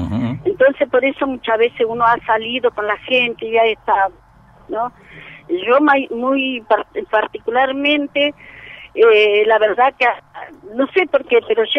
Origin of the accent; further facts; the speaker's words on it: Bariloche, Río Negro, Argentina; moved away as an adult; now in Viedma, Argentina; No, yo soy de Bariloche, me vine muy joven, tenía 21 años cuando llegué acá